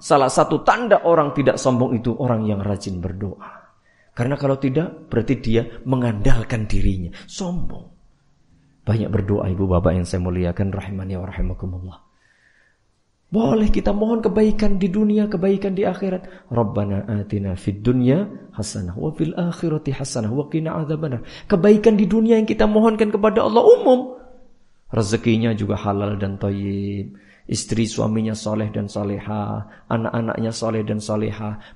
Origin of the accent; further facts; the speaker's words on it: Java, Indonesia; Nah, cara Jawa tepat pokoknya. Karena saya orang Jawa.